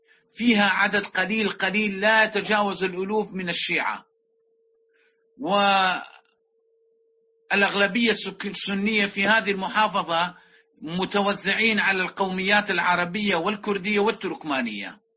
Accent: Iraq; محافظة كركوك نحن نعلم كعراقيين

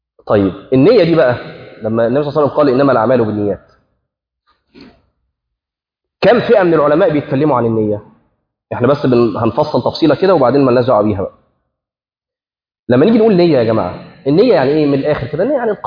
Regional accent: Egypt; حتى عندنا في مصر يقول لك وانا غلطت في

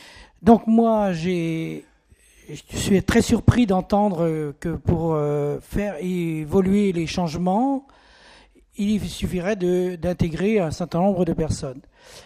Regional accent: Brittany, France; Je suis breton comme Jean-Claude.

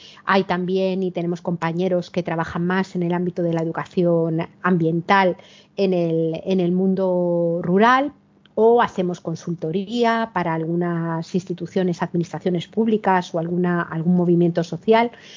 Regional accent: Madrid, Community of Madrid, Spain; now in Cantabria, Spain; yo cuando ahora vivo en un pueblo de Cantabria, pero he vivido la mayor parte de mi vida en Madrid, que es de donde soy

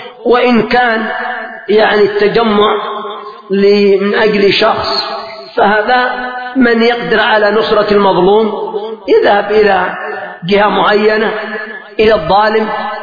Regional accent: Yemen; فمثلا لما حصل قبل مدة ثورة عندنا في اليمن

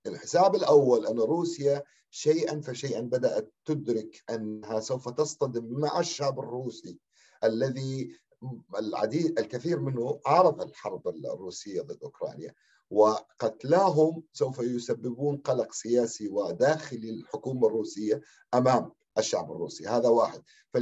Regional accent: Syria; ونحن كسوريين

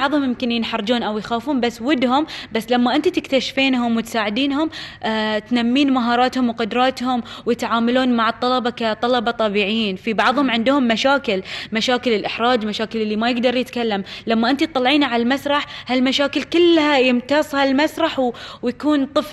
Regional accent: Bahrain; من جهة وزارة التربية والتعليم عندنا في البحرين

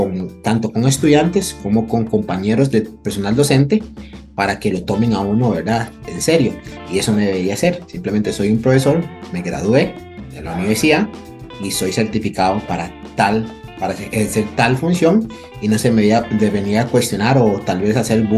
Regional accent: Limón, Costa Rica; first language Limonese Creole English; Spanish is a second language; mi lengua materna, mi primer, que es una variante lingüística del inglés, que hablamos en Limón

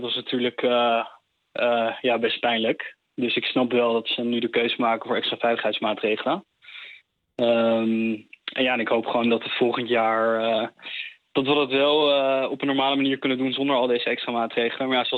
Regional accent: Netherlands; zeker 4 mei, dat draait om onze eigen geschiedenis als Nederlanders en om de wereldoorlog die heeft plaatsgevonden.

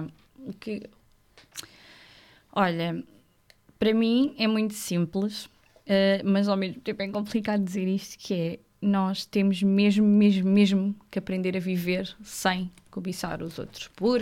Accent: Alentejo, Portugal; Ainda por cima eu sou alentejana, vai demorar um bocadinho.

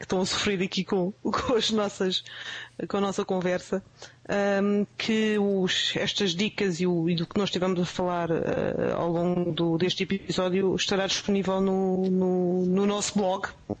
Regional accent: Portugal; E é preciso não esquecer que somos portugueses, portanto.

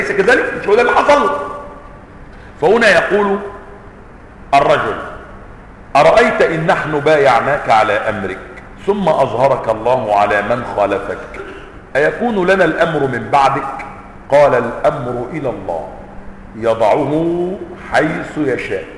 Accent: Upper Egypt, Egypt; الذي يقال عنهم عندنا في الصعيد المطاريد

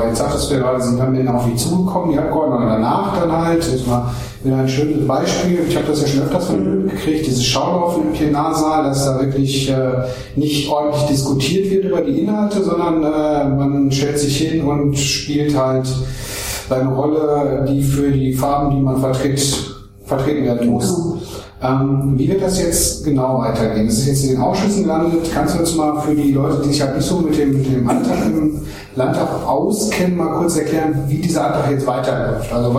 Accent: Germany; ich bin ja Deutscher von Geburt

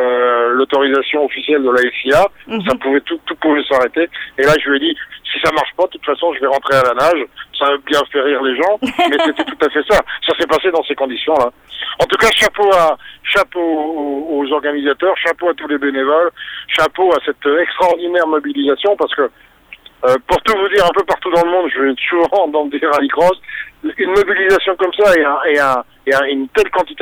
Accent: France; Bon, en tant que Français, évidemment

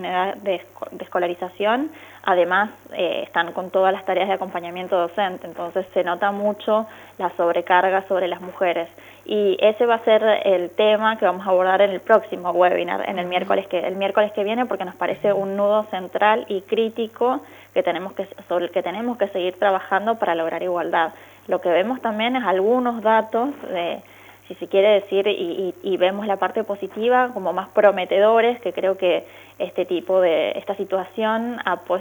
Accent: Mendoza, Argentina; siempre encantada de colaborar con Mendoza, mi tierra natal.

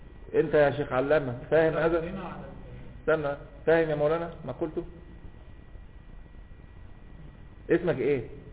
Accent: Alexandria, Alexandria Governorate, Egypt; انا اسكندراني

